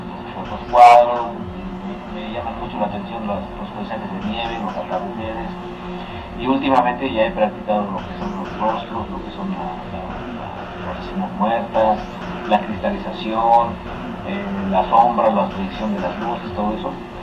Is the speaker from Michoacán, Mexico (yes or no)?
no; Tepeji del Río, Hidalgo, Mexico; soy originario de Tepeji del Río, Estado Hidalgo.